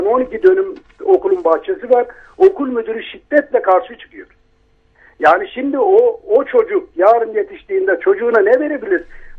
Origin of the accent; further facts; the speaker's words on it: Kozan, Adana, Turkey; Şimdi ben Avrupa ve Adana Kozanlıyım ben.